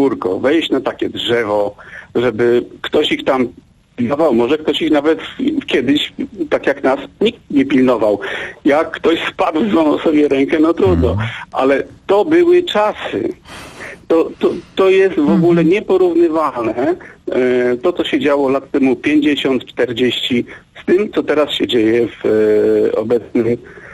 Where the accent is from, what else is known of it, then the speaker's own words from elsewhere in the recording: Łódź, Łódź Voivodeship, Poland; Ja jestem łodzianinem i takie sytuacje były.